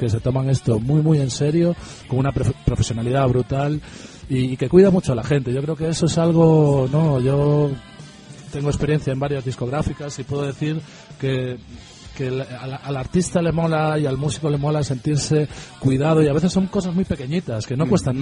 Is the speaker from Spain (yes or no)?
yes; O Porriño, Galicia, Spain; Yo soy de un pueblo cerca de Vigo que se llama Oporriño